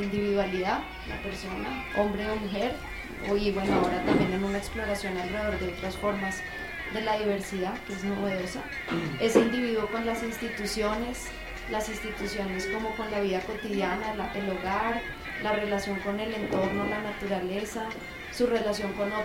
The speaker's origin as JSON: {"language": "Spanish", "region": "Bogotá", "country": "Colombia", "lives_now": "Barranquilla, Colombia", "said": "soy bogotana, pero llevo 10 años viviendo en Barranquilla. Entonces, por eso dicen que vengo de una región, aunque sueno como que no."}